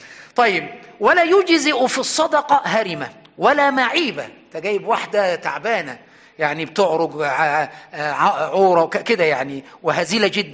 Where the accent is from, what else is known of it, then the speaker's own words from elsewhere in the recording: Aswan, Aswan Governorate, Egypt; يعني عندنا في أسوان كثير من المسائل